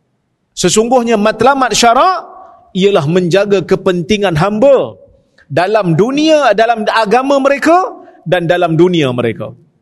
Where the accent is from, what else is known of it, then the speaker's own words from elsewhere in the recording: Perak, Malaysia; Saya pun orang luar. Saya orang Perak.